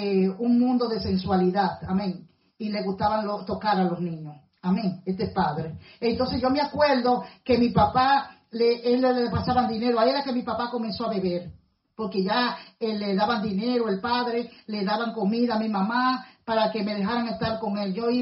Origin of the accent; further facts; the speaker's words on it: Puerto Plata, Dominican Republic; Ahora ya no es parroquia, sino catedral en mi país, en mi pueblo Puerto Plata.